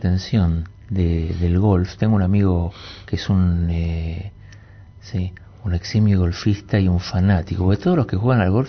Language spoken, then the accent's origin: Spanish; Buenos Aires, Argentina; yo también me crié en la calle. Yo soy del barrio de Flores, un barrio absolutamente cosmopolita, en donde éramos todos inmigrantes